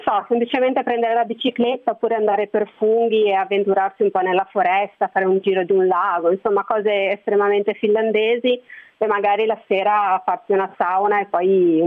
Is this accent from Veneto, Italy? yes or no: no; Genoa, Liguria, Italy; Io sono di Genova, quindi è una città abbastanza grande, insomma anche relativamente caotica.